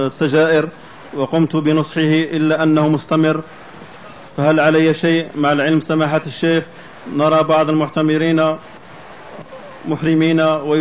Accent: Jordan; شيخنا نحن من الأردن، نريد طلب العلم على علماء الأردن

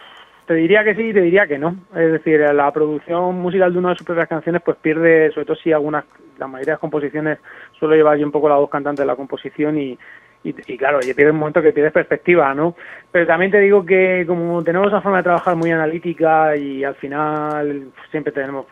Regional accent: Cartagena, Region of Murcia, Spain; Yo soy de Cartagena, por ejemplo, y también había al principio, cuando era joven, un certamen del ayuntamiento

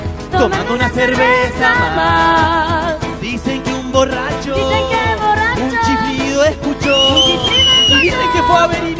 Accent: Argentina; venimos del barrio del Sucho Huayco

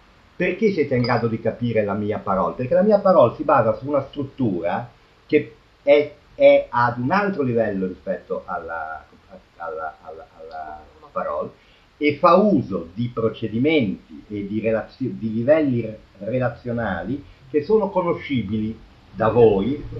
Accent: northern Italy, Italy; accent: vaguely northern Italian; Io ho un accento vagamente nord italico

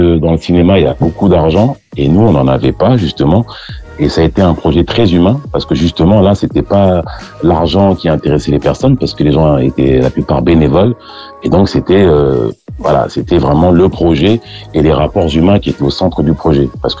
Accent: La Tronche, Auvergne-Rhône-Alpes, France; born there; now in Île-de-France, France; moi, là aujourd'hui, j'habite en région parisienne, mais je suis né à La Tronche.

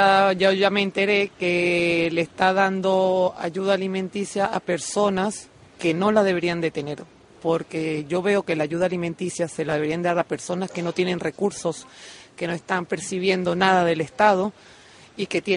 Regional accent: Portugal; now in Canary Islands, Spain; Yo soy de Portugal.

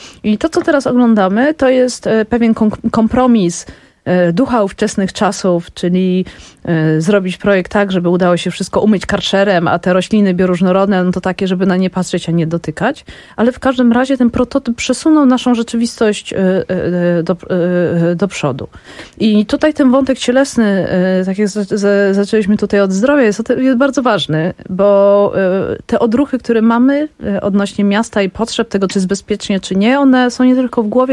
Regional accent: Warsaw, Masovian Voivodeship, Poland; Tak, rodowita warszawianka.

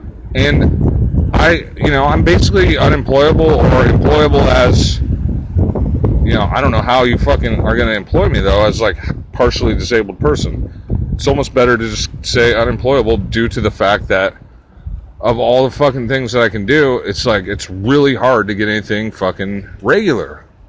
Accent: Santa Cruz, California, United States; or I'll just go home to my hometown, because I'm kind of missing Santa Cruz right now.

